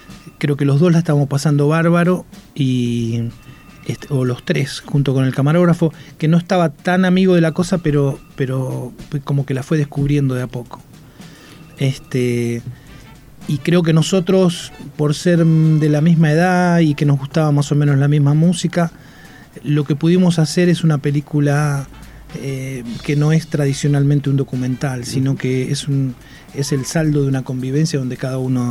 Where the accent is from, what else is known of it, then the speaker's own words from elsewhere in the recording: Buenos Aires, Argentina; born there; En Buenos Aires.